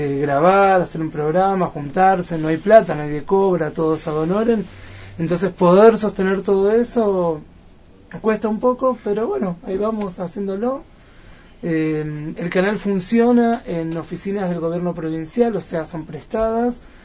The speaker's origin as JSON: {"language": "Spanish", "town": "Ushuaia", "region": "Tierra del Fuego", "country": "Argentina", "said": "Sí, bueno, llegué hace muy poco, hace en realidad más o menos un mes. Vengo de Ushuaia, de Tierra del Fuego."}